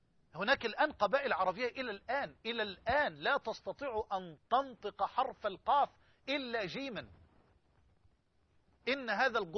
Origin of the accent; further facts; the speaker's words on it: Egypt; يعني خده كده من الطوق بلغتنا كمصريين